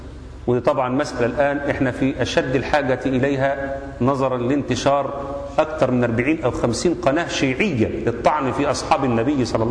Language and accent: Arabic; Egypt; also born or lived in Saudi Arabia; احنا عندنا في مصر، انا نفسي قعدت في السعوديه اكتر من حوالي 7 سنوات